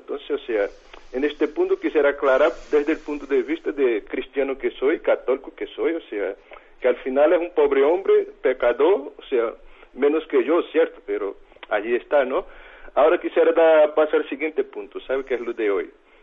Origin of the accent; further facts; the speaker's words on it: Brazil; now in Burgos, Spain; yo soy brasileño, vivo en Burgos